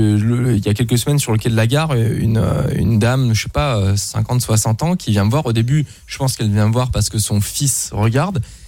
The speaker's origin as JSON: {"language": "French", "country": "Luxembourg", "tie": "born or raised there", "said": "je suis né au Luxembourg, j'ai grandi là-bas, j'ai fait le système luxembourgeois, c'est très germanique"}